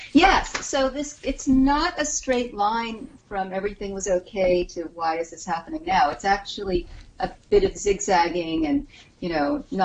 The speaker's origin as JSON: {"language": "English", "region": "New York", "country": "United States", "said": "and, you know, as a New Yorker, I would be afraid to travel on a plane at this point."}